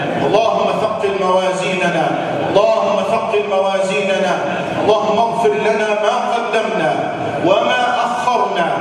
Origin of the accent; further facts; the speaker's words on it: Egypt; اللهم اجعل بلدنا مصر آمنا مطمئنا